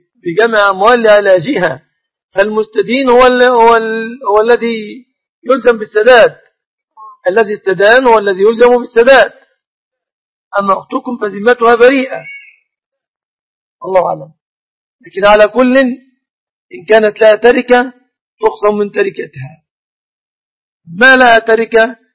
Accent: Egypt; الشبكة في بلادنا مصر تعتبر من الصداق لكونهم يتفقون عليها

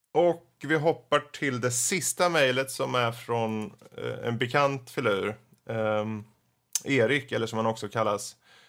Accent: Närke, Sweden; jag är närken, det är träligt men det reder sig

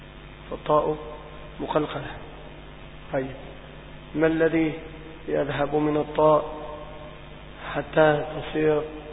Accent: Monufia Governorate, Egypt; أنا في مصر لم أخرج منها، أنا إن خرجت من المنوفية

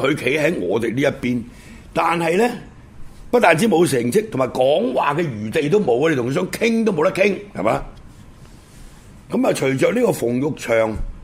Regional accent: Guangdong, China; 又系我哋广东人啊，即系从情感上啊

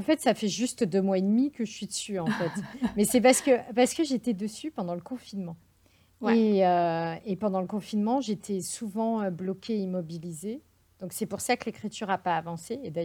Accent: Grand Est, France; now in Paris, France; dès que je peux partir de Paris, donc je vais en montagne ou je vais là où j'ai grandi en Alsace

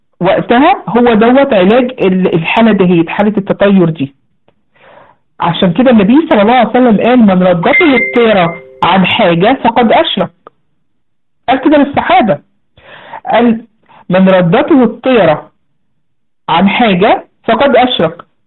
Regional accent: Egypt; الذبابه الكبيره عندنا في مصر بقى

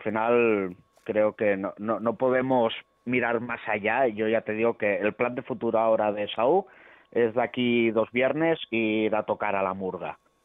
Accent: Lleida, Catalonia, Spain; somos de Lleida y estamos dispuestos a ir a tocar a donde sea.

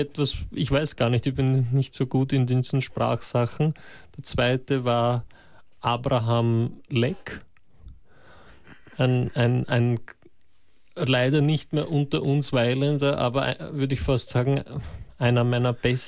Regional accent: Russia; Das ist bei uns in Russland die ganze Kindheit lang kann man in Tanzschulen gehen

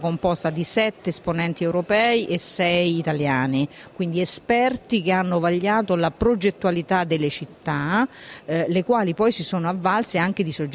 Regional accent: Umbria, Italy; Ma io sono umbra

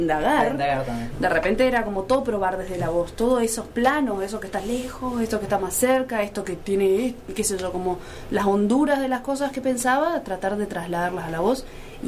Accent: Posadas, Misiones, Argentina; tengo la suerte, como alguna gente que nos criamos, entre comillas, en el interior. Muy entre comillas. Yo soy de Posadas

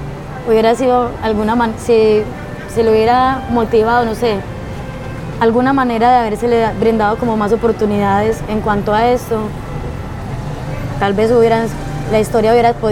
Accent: Antioquia, Colombia; also born or lived in Santander; yo soy paisantanderiana. No soy ni paisa, no soy santanderiana, yo estoy entre Santander y entre Antioquia. Entonces, yo soy paisa santandereana y porteña, ribereña.

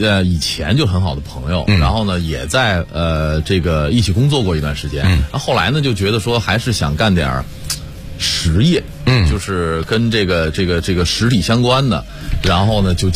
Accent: Beijing, China; 我们其实都属于城里孩子，我们都是，像我是在前门长大的

